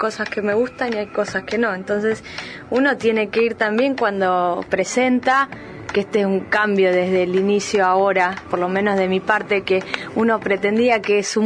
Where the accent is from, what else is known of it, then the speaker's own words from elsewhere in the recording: Tandil, Buenos Aires Province, Argentina; Y yo de Tandil.